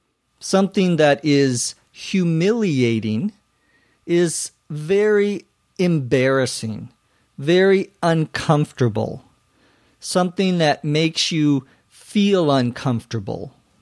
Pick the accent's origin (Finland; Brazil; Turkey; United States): United States; Minnesota; To tag, T-A-G, some would pronounce it tag, but I'm from Minnesota, so I pronounce it tag